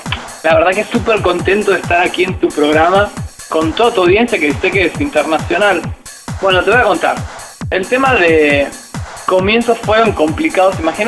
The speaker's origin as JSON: {"language": "Spanish", "country": "Argentina", "said": "Después estuve en mi país, en Argentina"}